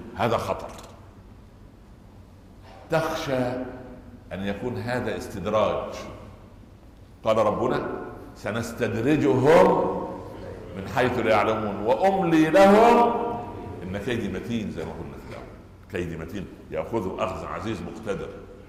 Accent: Egypt; لا يعني كان يقولوا مثلا عندنا في مصر

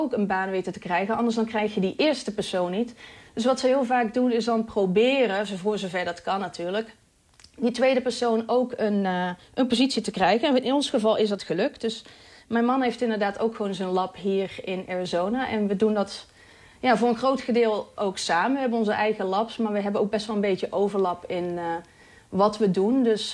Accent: Netherlands; ik blijf wel een echte Hollander. Dus ik fiets gewoon naar werk.

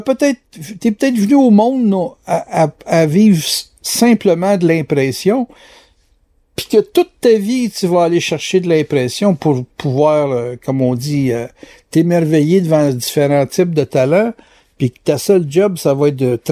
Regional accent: Quebec, Canada; Moi, je suis Québécois

